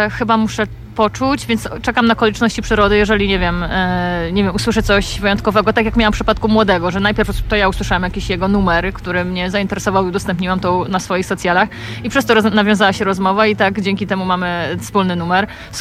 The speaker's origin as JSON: {"language": "Polish", "town": "Katowice", "region": "Silesian Voivodeship", "country": "Poland", "said": "ze Śląska bis, albo podkreślone, boltowane. Tak, tak, no jestem z Katowic, także jestem u siebie dzisiaj."}